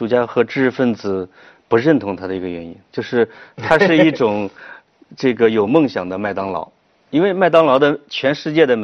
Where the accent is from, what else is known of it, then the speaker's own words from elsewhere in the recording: Henan, China; 那得让我们河南人去造啊，